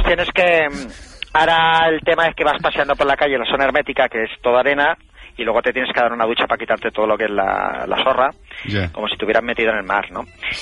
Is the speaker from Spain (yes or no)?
yes; Sabadell, Catalonia, Spain; Que ahora tengamos playa los sabadellencos y vosotros no.